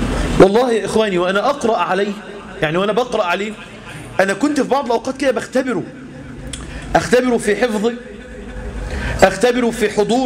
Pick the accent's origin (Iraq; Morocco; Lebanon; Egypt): Egypt; يعني احنا عندنا في مصر 50-60 سنة